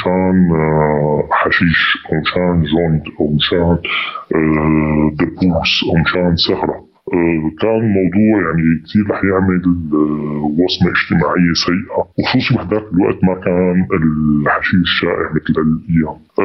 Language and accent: Arabic; Damascus, Damascus Governorate, Syria; moved away as an adult; now in Antakya, Turkey; أنا بالأساس من مدينة بريف حما، بس ولدت وعشت بدمشق. بيتي بدمشق لآخر 2011. بآخر 2011 طلعت على واحدة من الدول العربية. بعدها جيت باتجاه تركيا، جيت على أنطاكيا واستقريت هناك.